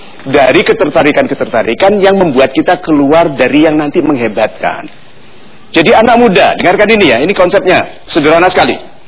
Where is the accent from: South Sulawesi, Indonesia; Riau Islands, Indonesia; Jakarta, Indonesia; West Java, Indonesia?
South Sulawesi, Indonesia; Rappang; born there; Oh ya, tempat saya lahir.